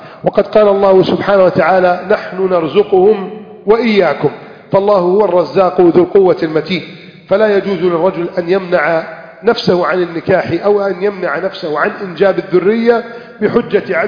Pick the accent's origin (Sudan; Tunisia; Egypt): Egypt; عندنا في مصر نقول هذا الكلام، عندكم تقولونه وأكيد بلهجة أخرى